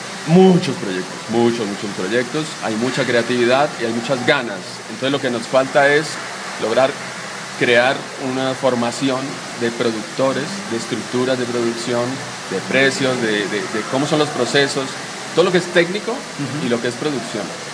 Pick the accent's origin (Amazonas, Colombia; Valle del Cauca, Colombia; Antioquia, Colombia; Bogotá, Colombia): Bogotá, Colombia; y soy colombiano, de Bogotá.